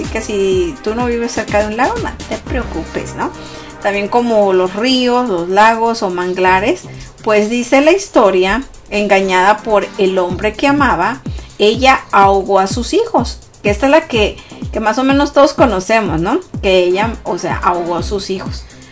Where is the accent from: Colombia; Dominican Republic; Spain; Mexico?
Mexico; Yo, que soy mexicana, debería de enterarme un poquito más de esto, ¿verdad?